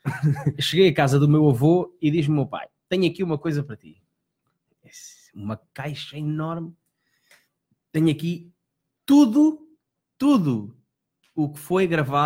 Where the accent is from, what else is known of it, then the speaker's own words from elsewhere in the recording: Lisbon, Portugal; O David Cardoso cresceu comigo, estudou comigo, é um amigo lá do meu bairro, é meu irmão lá do bairro da Graça.